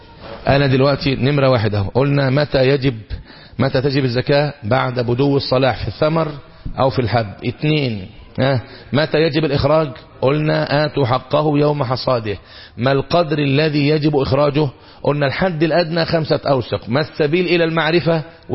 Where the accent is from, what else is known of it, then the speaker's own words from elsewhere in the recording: Egypt; بنسميه احنا عندنا في الريف المصري ايه؟ لباني